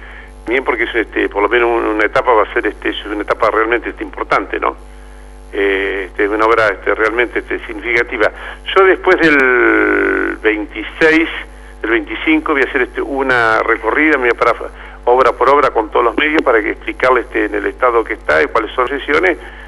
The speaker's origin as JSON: {"language": "Spanish", "town": "Saladillo", "region": "Buenos Aires Province", "country": "Argentina", "tie": "born or raised there", "said": "seguiré trabajando en la vida política de mi pueblo, acá en Saladillo"}